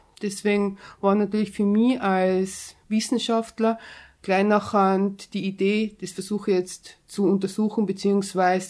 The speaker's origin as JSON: {"language": "German", "region": "Tyrol", "country": "Austria", "tie": "born there", "said": "Also ich bin in Tirol geboren, ich bin jetzt 30 Jahre alt"}